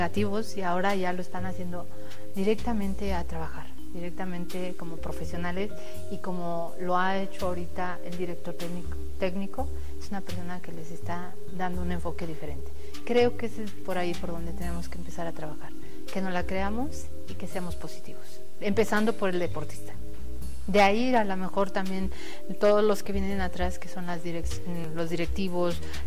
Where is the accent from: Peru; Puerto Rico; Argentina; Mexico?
Mexico; no hay esa dinámica como mexicanos y nos falta.